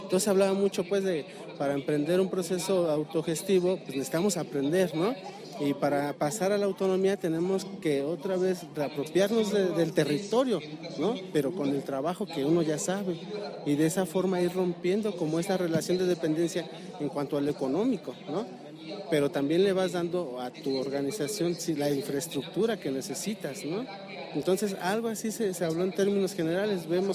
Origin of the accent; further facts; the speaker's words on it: Querétaro, Mexico; participamos, somos de Querétaro, participamos en la mesa